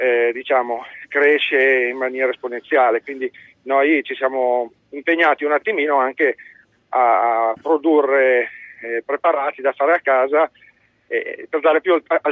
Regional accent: Nizza Monferrato, Piedmont, Italy; al mio paese, che è Nizza Monferrato, è piatto tipico

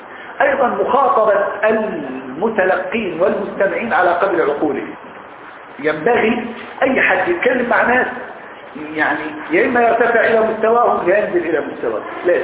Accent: Egypt; وإحنا عندنا في مصر العامية عامية المثقفين عامية راقية عامية نتكلم بها

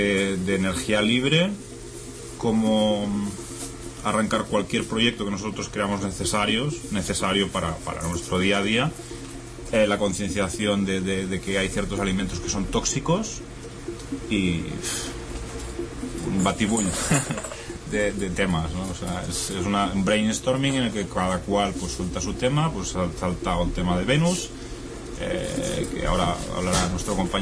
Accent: Tarragona, Catalonia, Spain; yo soy de Tarragona, pero he venido a través del grupo de Barcelona, porque en Tarragona pues somos tres personas.

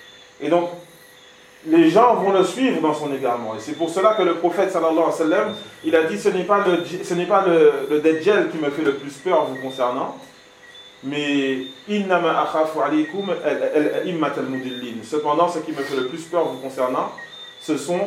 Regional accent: France; mais ça chez nous, en France, oui.

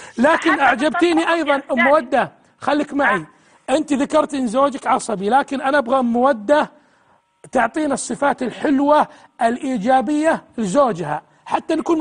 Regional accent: Saudi Arabia; وزارة الداخلية عندنا في السعودية

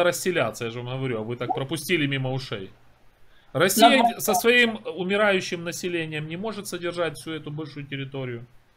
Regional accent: Poltava, Poltava Oblast, Ukraine; Это я из Украины, Полтава.

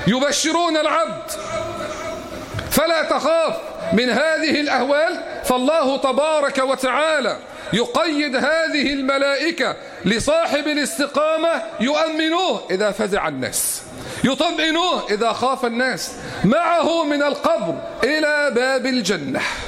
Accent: Egypt; اللهم احفظ بلدنا مصر

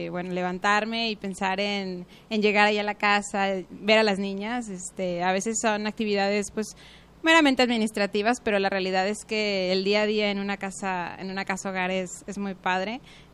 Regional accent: Guadalajara, Jalisco, Mexico; Soy de Guadalajara, 100% tapatía.

